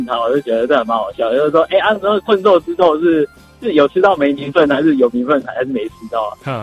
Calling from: Yilan County, Taiwan; 我是宜兰的

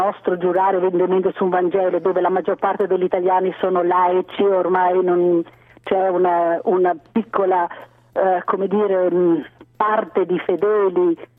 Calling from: Veneto, Italy; non sono da Treviso, ma comunque sono dalla pedemontana del Grappa.

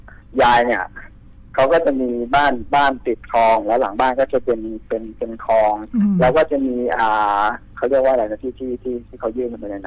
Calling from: Pathum Thani, Thailand

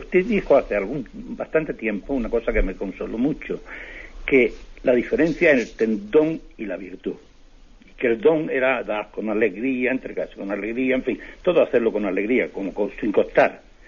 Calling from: Tres Cantos, Community of Madrid, Spain; de Tres Cantos.

